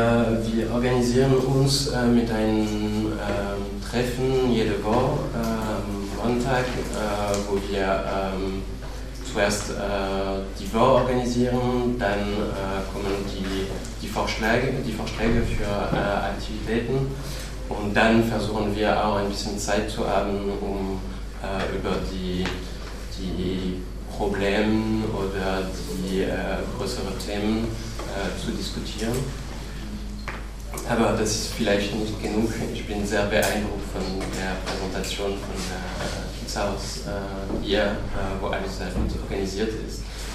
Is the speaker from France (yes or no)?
yes; Paris, Île-de-France, France; Also ich komme aus Paris